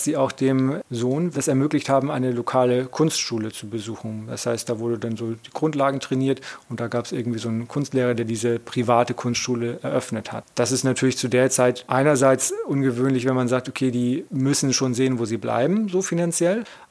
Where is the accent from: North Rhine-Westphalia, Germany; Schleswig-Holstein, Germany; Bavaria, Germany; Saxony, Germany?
Schleswig-Holstein, Germany; ich komme aus Norddeutschland und da gibt es den Landkreis Dithmarschen, da komme ich her. Da ist eigentlich gar nicht so viel los, sehr landwirtschaftlich geprägt, größtes Kohlanbaugebiet Nordeuropas, glaube ich.